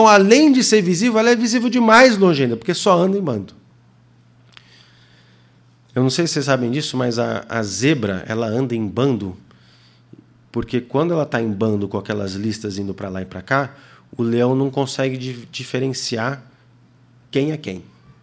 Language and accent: Portuguese; Senegal; moved away; Eu cresci no Senegal. Morei lá 12 anos. E a vida no Senegal era muito diferente. Meus pais moraram muito tempo na aldeia. É uma realidade completamente diferente. E eu cresci no meio do mato.